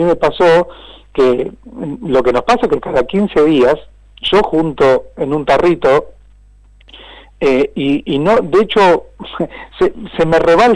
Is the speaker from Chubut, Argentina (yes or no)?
no; Cañuelas, Buenos Aires Province, Argentina; Y después digo que yo soy de Villa Raciti, yo soy de tal, yo soy del barrio Libertad